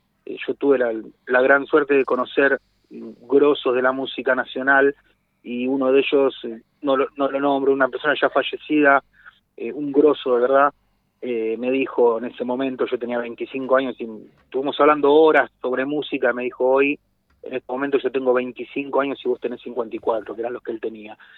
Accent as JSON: {"language": "Spanish", "town": "Lanús", "region": "Buenos Aires Province", "country": "Argentina", "tie": "born or raised there", "said": "somos todos oriundo de Zona Sur, de Lanús, Remedio de Escalada"}